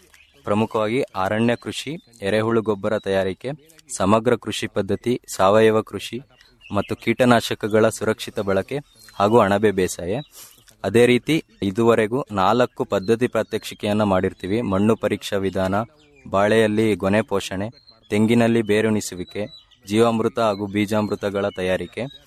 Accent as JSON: {"language": "Kannada", "town": "Banur", "region": "Karnataka", "country": "India", "said": "ನಾನು ಮೂಲತಃ ಚಿಕ್ಕಮಗಳೂರು ಜಿಲ್ಲೆ ಕಡೂರು ತಾಲೂಕು ಬಾಣೂರು ಗ್ರಾಮದಿಂದ ಬಂದಿರ್ತೀನಿ."}